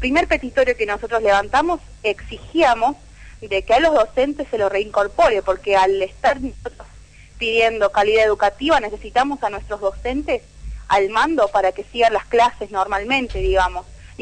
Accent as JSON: {"language": "Spanish", "region": "La Rioja", "country": "Argentina", "said": "No, soy de La Rioja, sí."}